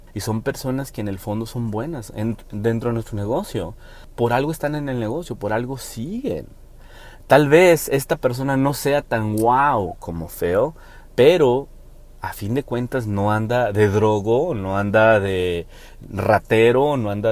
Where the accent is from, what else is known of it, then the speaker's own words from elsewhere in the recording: Mexico; yo como mexicano me motiva